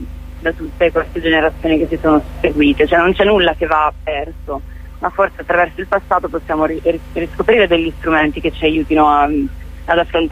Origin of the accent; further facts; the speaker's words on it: Bergamo, Lombardy, Italy; perché anche io sono di Bergamo e forse ero molto più esposta a questi racconti